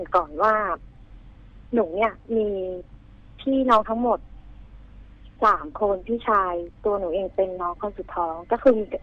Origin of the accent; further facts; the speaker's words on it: Bangkok, Thailand; moved away; ก่อนหน้าที่จะย้ายมาอยู่เลยต่างจังหวัดเนี่ยคือเป็นคนกรุงเทพเป็นพื้นเพเป็นคนกรุงเทพเลย